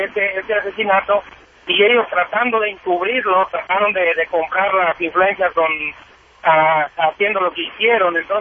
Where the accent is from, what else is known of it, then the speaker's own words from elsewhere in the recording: Mexico; moved away; yo me vine de México hace veintitantos años